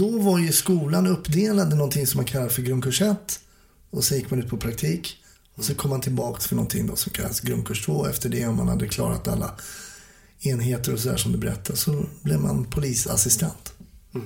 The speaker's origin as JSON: {"language": "Swedish", "town": "Stockholm", "region": "Stockholm County", "country": "Sweden", "said": "jag som är stockholmare var ju kvar i samma stad."}